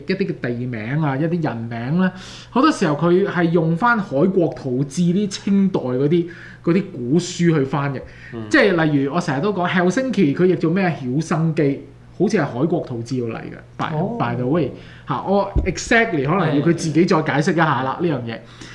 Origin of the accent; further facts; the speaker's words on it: Canada; 因為始終我哋都加拿大人